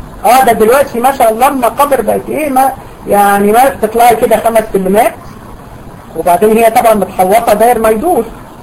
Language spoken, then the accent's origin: Arabic; Egypt; ده اسم على فكرة منتشر جدا في عندنا في دمياط وبورسعيد